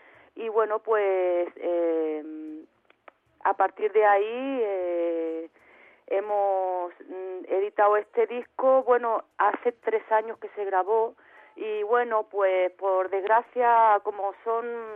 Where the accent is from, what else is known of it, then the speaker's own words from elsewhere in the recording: Andalusia, Spain; poder ir allí a mi tierra, por la parte de Málaga